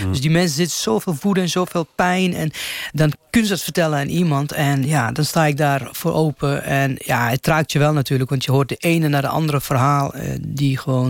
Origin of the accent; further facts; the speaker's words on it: Lebanon; Dutch is a second language; Ik kom zelf uit Libanon, dus ik weet, ik ken de Arabische manier van leven. Ik ken de cultuur.